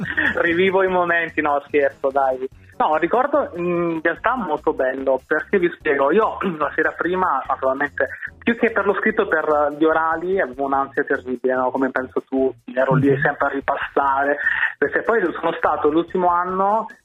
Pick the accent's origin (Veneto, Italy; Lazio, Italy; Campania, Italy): Campania, Italy; San Giovanni Valesca; now in Milan, Italy; ma non sono di Milano, sono da un piccolissimo paese della provincia di Avellino, San Giovanni Valesca.